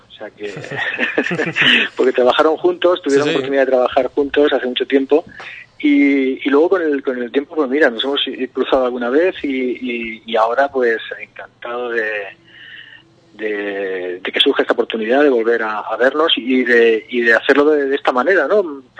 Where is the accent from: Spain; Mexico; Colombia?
Spain; Jaén, Andalusia; yo soy de Jaén, o sea que a mí la tierra, mi tierra siempre me tira